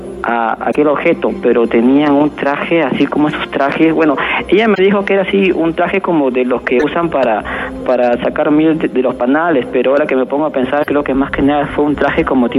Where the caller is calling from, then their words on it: Villa El Salvador, Lima, Peru; De Villa El Salvador.